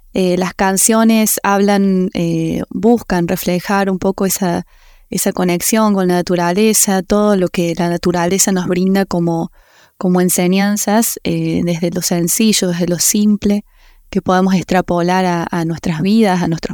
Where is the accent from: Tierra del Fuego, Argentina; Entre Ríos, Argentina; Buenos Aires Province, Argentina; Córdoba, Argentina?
Córdoba, Argentina; Unquillo; soy cantautora cordobesa de Unquillo, de las sierras de Córdoba.